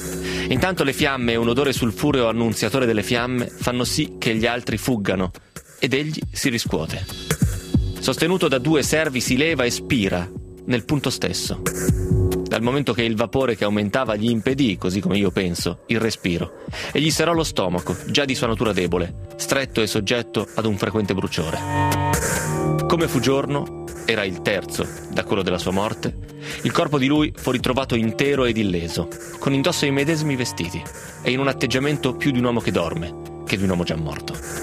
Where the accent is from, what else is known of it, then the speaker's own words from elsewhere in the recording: Pisa, Tuscany, Italy; e sono pisano, come dire, quindi deve essere bello davvero.